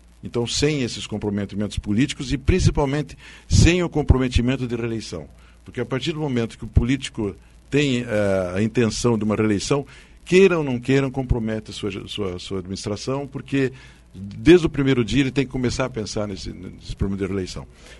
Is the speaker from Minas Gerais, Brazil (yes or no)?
no; Paraná, Brazil; a gente como paranaense não consegue entender como um estado rico como o nosso